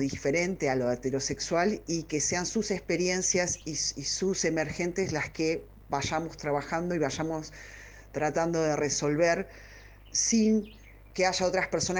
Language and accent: Spanish; Buenos Aires, Argentina; somos personas porteñas, habituadas a estar fuera del closet y a vivir una vida prácticamente normal con nuestras sexualidades en Buenos Aires.